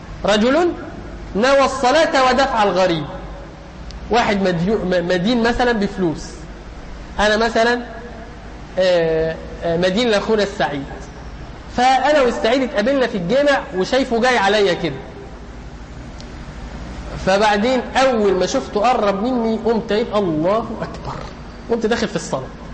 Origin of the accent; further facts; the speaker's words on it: Egypt; يعني نحن كمصريين